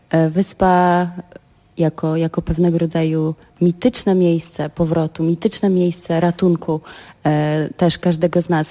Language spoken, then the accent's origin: Polish; Pomeranian Voivodeship, Poland; Ja jestem z Trójmiasta